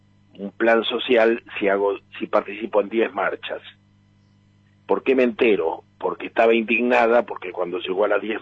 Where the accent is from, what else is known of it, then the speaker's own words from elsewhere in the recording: Argentina; Y esa es la trampa en la que estamos como pueblo argentino